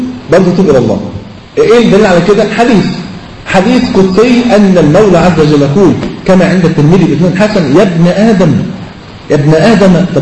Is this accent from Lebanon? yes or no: no; Egypt; فلقيت مطرب من اشهر المطربين عندنا في مصر